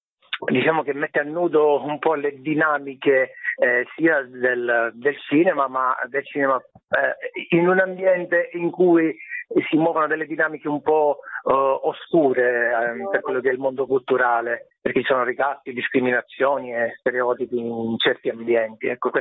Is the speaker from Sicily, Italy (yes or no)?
yes; Sicily, Italy; io sono siciliano della provincia di Catania, ed è ambientata nella mia terra che io amo tantissimo